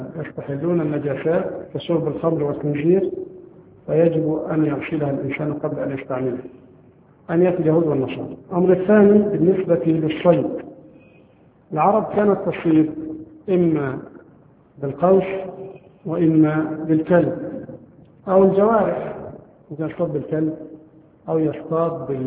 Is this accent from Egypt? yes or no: yes; Egypt; لكن نحن عندنا في مصر نأكل لا الجراد ولا الضب ولا الخيول